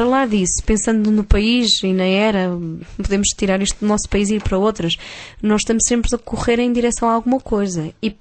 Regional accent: Porto, Portugal; now in Lisbon, Portugal; Quando eu mudei do Porto para Lisboa, eu senti uma diferença muito grande na maneira das pessoas se relacionarem.

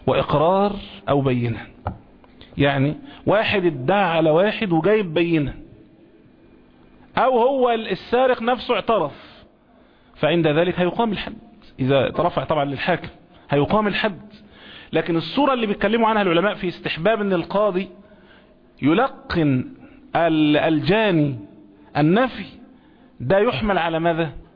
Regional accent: Egypt; زي ما المثل المشاع عندنا هنا كمصريين يقولوا

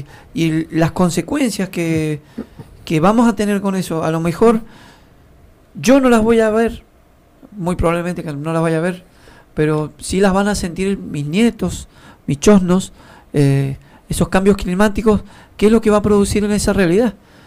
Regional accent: Mendoza, Argentina; porque más siendo mendocino

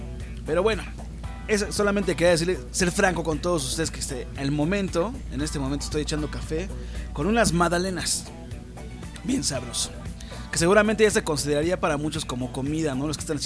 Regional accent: Mexico; la forma en que percibimos la pandemia nosotros como mexicanos

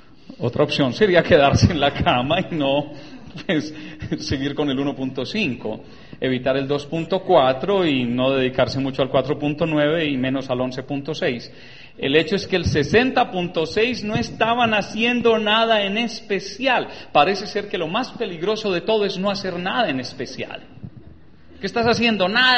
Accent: Urrao, Antioquia, Colombia; yo soy de Urrao, Antioquia.

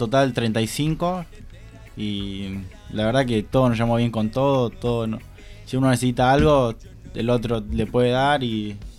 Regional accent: Acebal, Santa Fe, Argentina; Bueno, yo soy de Rosario Acebal

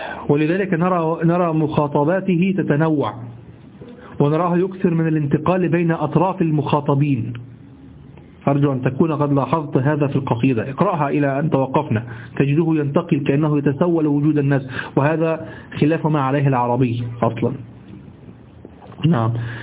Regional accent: Egypt; وأحيانا أنت في عندنا في الذي عندنا في مصر

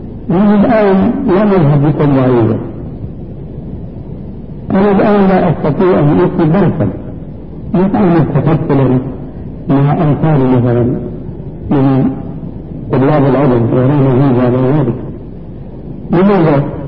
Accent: Syria; كما يقولون عندنا في سوريا

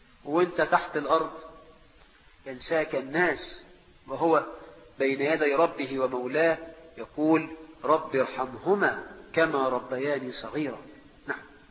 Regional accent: Egypt; وعندنا في مصر النخلة عند الفلاح دي حاجة كبيرة جدا

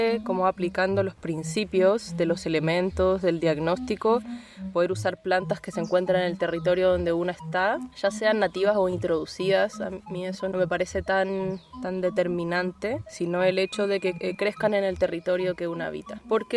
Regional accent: Buenos Aires, Argentina; trabajo con plantas. Hace varios años nací en Buenos Aires, en Argentina, muy alejada de las plantas. Me crié en la ciudad, en Capital Federal. En mi casa no había jardín.

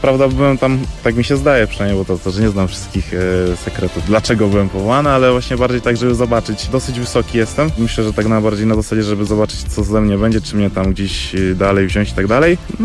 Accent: Kraków, Lesser Poland, Poland; z Krakowa, mam 19 lat

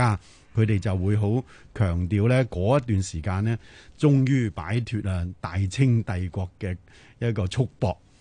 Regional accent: China; 呢个我哋中国人睇起上嚟

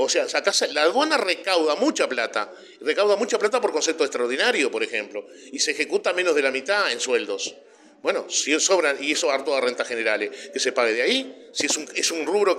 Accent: Uruguay; que eso nos desvela a todos los que tenemos conciencia como uruguayos nos desvela

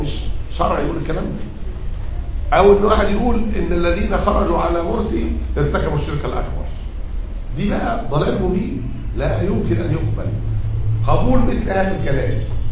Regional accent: Egypt; يعني مسألة الأحداث الأخيرة اللي عندنا في مصر

